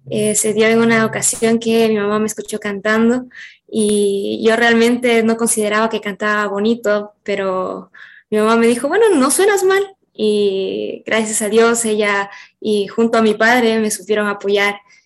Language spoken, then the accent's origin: Spanish; Catamayo, Loja, Ecuador; yo vengo de Catamayo, gente cálida, alegre